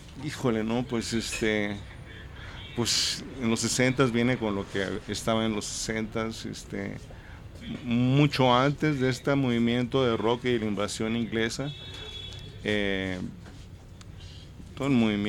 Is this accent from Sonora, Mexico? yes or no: yes; Nogales, Sonora, Mexico; moved away; Y bueno, ese es mi lugar de origen. Así es que yo, por eso digo que yo crecí en Nogales.